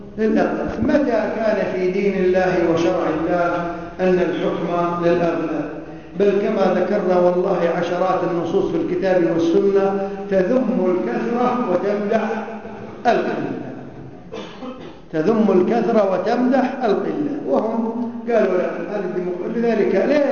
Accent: Kuwait; شيخهم عندنا في الكويت عبد الرحمن عبد الخالق

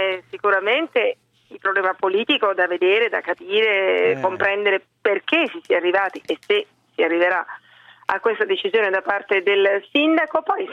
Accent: Rome, Lazio, Italy; born there; Ci sono nata, quantomeno, non sono romana proprio con i genitori romani, ma ci sono nata

